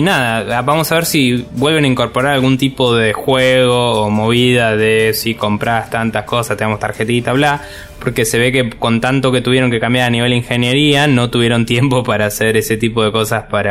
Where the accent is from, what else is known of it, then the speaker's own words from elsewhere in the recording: Argentina; now in Spain; Antes teníamos el problema nosotros siendo argentinos y estando acá